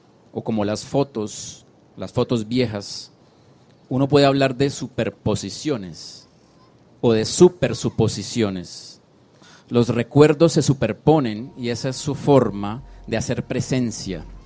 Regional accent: Colombia; Con nuestra historia, como colombianos, como artistas, como educadores y como vagabundos.

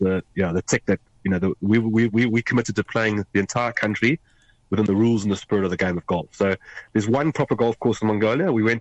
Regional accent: South Africa; because I'm South African, he's Irish, we know each other from Hong Kong, but we reconnected in Nairobi, Kenya.

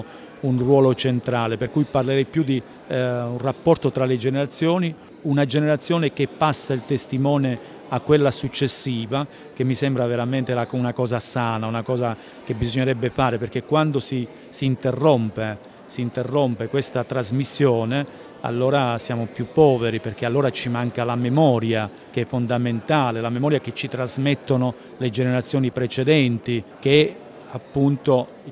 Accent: Calabria, Italy; una collina dell'Alto Crotonese che si trova tra Cirò Marina e il mio paese d'origine, quindi una collina che si affaccia sullo Ionio, che io ho visto, si può dire, da sempre.

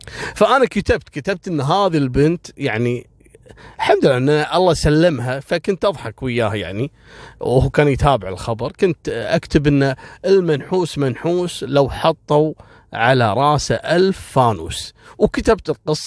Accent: Kuwait; حصلت عندنا في الكويت تقريبا في عام 2003-2004

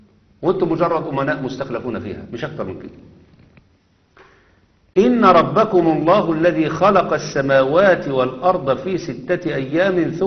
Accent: Egypt; يعني احنا عندنا في مصر على مدار مثلا 30 سنة

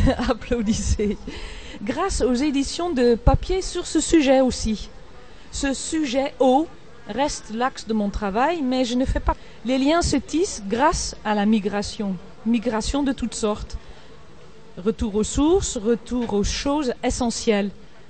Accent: Netherlands; French is a second language; Je suis des Pays-Bas, donc je connais le sujet de l'eau.

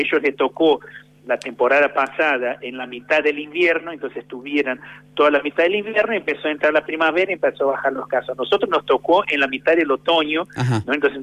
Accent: Brazil; Spanish is a second language; Yo que soy de Brasil, puedo decir con mucha propiedad que venís a una temperatura media de 35 grados, 36 grados, por lo menos donde vivía yo, ¿no?

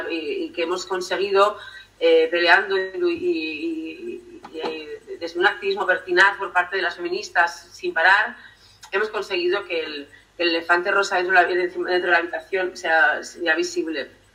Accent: Errenteria, Basque Country, Spain; transcurren en Rentería, ¿no? Pues donde yo me crié, en Capuchino, cuando era pequeña.

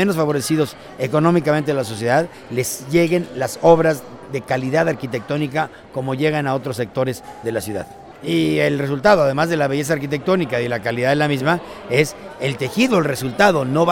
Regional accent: Mexico City, Mexico; soy arquitecto, vengo de la Ciudad de México y actualmente estoy encargado del desarrollo urbano y de la vivienda en la Ciudad de México.

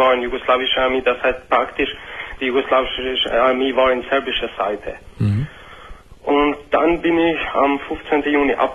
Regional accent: Kosovo; German is a second language; ich komme aus Kosovo. In Bosnien habe ich meinen Beruf und da bin ich bis 1992, Juni.

